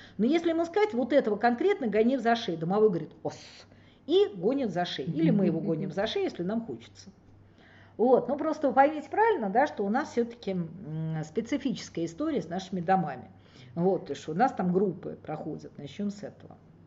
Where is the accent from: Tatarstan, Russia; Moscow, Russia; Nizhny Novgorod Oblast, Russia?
Moscow, Russia; Не знаю, я москвичка, поэтому я, в общем, акую быстрее.